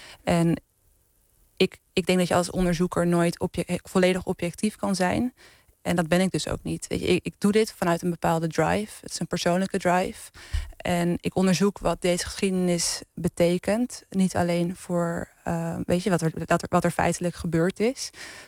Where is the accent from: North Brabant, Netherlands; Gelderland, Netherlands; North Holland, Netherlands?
North Holland, Netherlands; Amsterdam; Nou ja, ik ben in Amsterdam-Zuidoost opgegroeid. En in Holendrecht. En dat is een wijk waar iedereen een andere afkomst heeft, zo ongeveer.